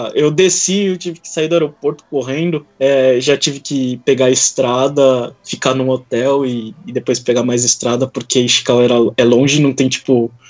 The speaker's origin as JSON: {"language": "Portuguese", "country": "Brazil", "lives_now": "Japan", "said": "eu sou Yonsei, sou quarta geração, então, ou seja, eu sou brasileiro."}